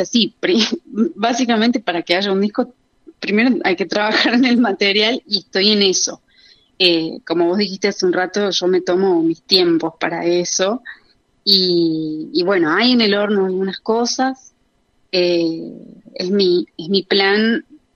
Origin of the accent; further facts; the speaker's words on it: Córdoba, Argentina; now in Buenos Aires, Argentina; yo también soy de Córdoba capital originalmente